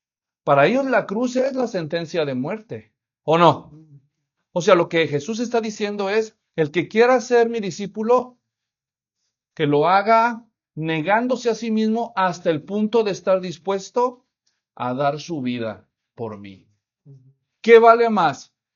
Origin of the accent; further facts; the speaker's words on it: Mexico; No, así somos nosotros los mexicanos.